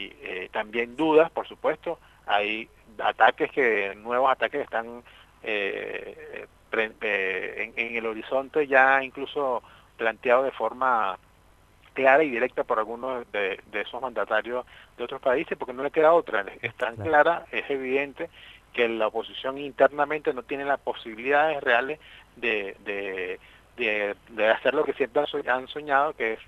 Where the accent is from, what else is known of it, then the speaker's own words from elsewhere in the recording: Lara, Venezuela; yo soy del Estado Lara